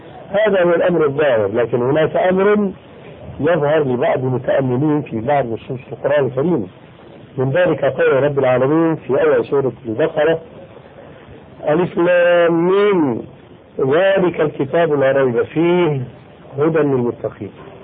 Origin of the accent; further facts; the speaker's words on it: Syria; فأخرجهم كما يقولون عندنا في الشام بهرك بالك